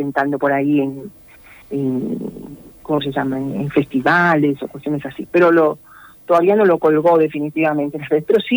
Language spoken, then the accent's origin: Spanish; Costa Rica; en Costa Rica, que es mi país de origen